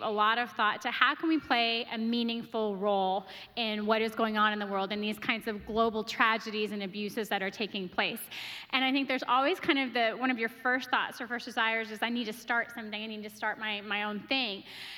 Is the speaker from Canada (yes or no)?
yes; Toronto, Ontario, Canada; born there; and I was born in Toronto.